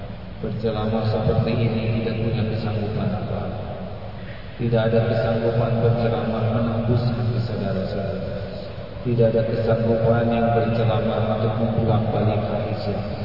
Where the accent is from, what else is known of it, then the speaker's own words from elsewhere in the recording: Indonesia; born there; Saya lahir dari orang tua yang mana tidak milih. Saya lahir di Indonesia tidak milih.